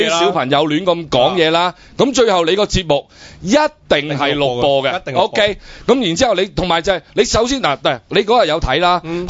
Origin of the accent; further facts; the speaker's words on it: Hong Kong; 我又系嚟自香港嘅，我系嚟自爱港力小学嘅，